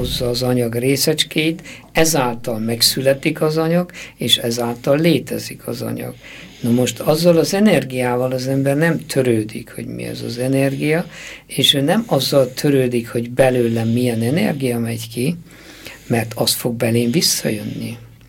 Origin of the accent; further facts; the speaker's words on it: Székely Land, Romania; én pedig székely vagyok, nekem húst kellene.